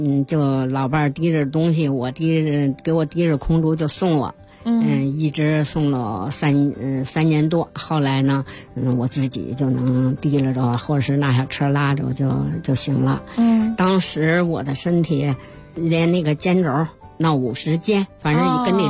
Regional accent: Mentougou, Beijing, China; 嗯，回到了门头沟我的老家。

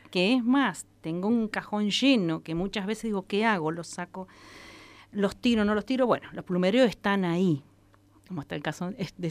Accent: Intendente Alvear, La Pampa, Argentina; Soy nativa de un pueblo hermoso, Intendente Alvear

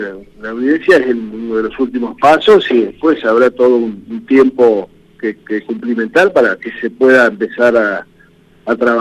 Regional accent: Ingeniero Jacobacci, Río Negro, Argentina; yo nací acá en Jacobacci y viví todos los procesos

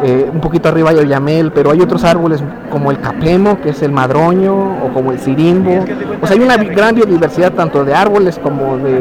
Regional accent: Uruapan, Michoacán, Mexico; allá en Uruapan. Yo soy de Uruapan.

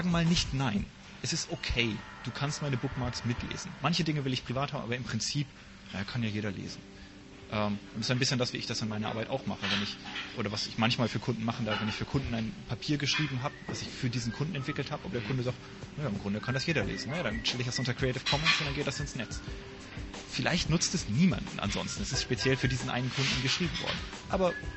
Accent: Luxembourg; aber wir sind beide in Luxemburg groß geworden.

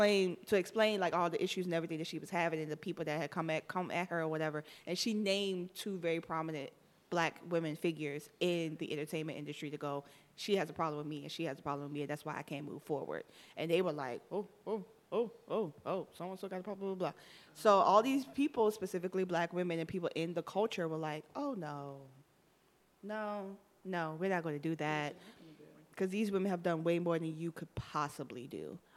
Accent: Miami, Florida, United States; I'm from Miami.

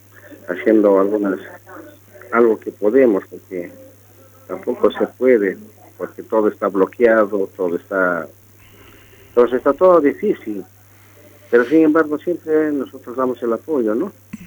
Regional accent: Bolivia; Y así, como boliviano, simplemente les quiero decirles, callaya Bolivia y que vuela la democracia.

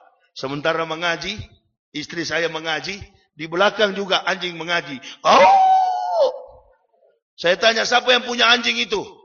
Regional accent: Manado, North Sulawesi, Indonesia; Saya bukan orang bule. Saya orang Manado. Saya orang Indonesia. Dilahirkan dari keluarga militer. Ayah saya pensiunan Letnan Kolonel … Ibu saya kepala sekolah. Keluarga saya di Manado tadinya Kristen, sekarang sudah Muslim, Pak.

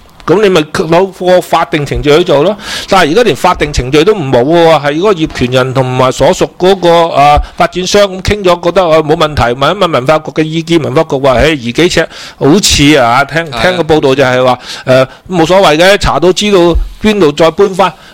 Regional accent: Macau; 因为我喺新潮区长大嘅

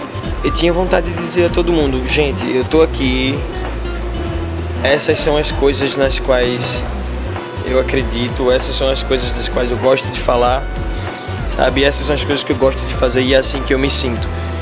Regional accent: Brazil; daqui do bairro da Boa Vista, que foi onde eu nasci e fui criado.

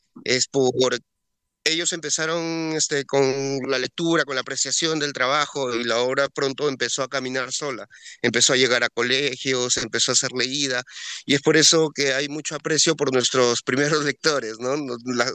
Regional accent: Peru; uno como peruano ya interpretamos que esto no sirve

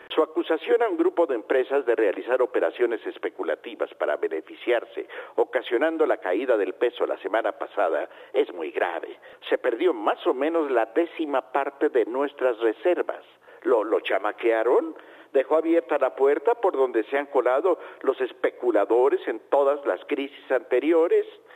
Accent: Mexico; nuestros compatriotas vuelven de los Estados Unidos

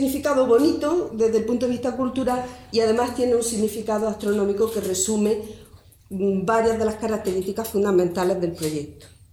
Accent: Andalusia, Spain; Bueno, somos andaluces y lo primero que nos vendría a la cabeza

